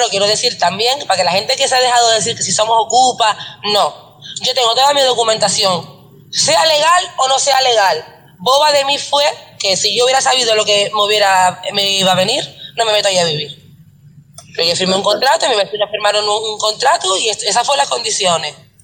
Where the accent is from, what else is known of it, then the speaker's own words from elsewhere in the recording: Buenavista del Norte, Canary Islands, Spain; Si yo soy de Buenavista, O sea, yo, no, yo me tengo que ir de mi pueblo